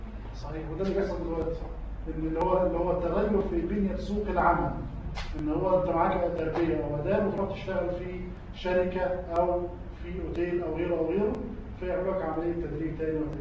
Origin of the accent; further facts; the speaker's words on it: Egypt; ده ورد عندنا في مصر في فلسفه التعليم